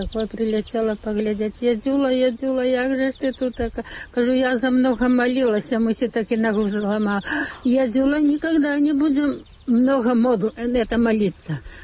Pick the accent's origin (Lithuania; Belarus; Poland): Lithuania; Я літоўка.